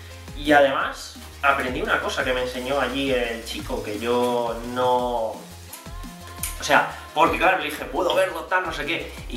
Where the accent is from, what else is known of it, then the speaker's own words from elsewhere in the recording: Alicante, Valencian Community, Spain; vine hace 2 años, tal, yo soy de Alicante